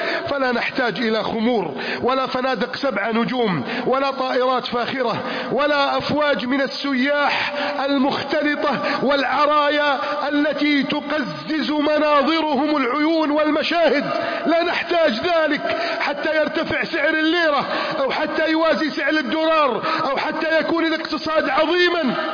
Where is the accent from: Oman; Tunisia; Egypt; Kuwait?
Egypt; اللهم احفظ بلدنا مصر، اللهم أعن بلدنا مصر، اللهم ارفع راية بلدنا مصر